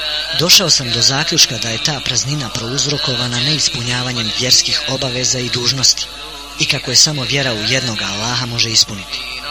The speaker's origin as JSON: {"language": "Bosnian", "town": "Banja Luka", "region": "Republika Srpska", "country": "Bosnia & Herzegovina", "tie": "born there", "said": "Rođen sam u Banja Luci 1974. godine od oca Adema i majke Amire. Od malih nogu su me učili da ima Boga i da se u njega mora vjerovati"}